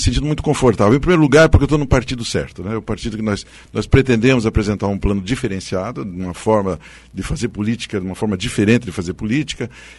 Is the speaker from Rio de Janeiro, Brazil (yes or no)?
no; Paraná, Brazil; a gente como paranaense não consegue entender como um estado rico como o nosso